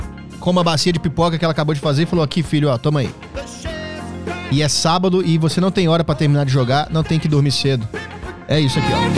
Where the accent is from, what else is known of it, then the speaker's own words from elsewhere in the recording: Minas Gerais, Brazil; É muito querido lá em Minas Gerais. Muito conhecido, muito querido, muito estimado lá na minha terra.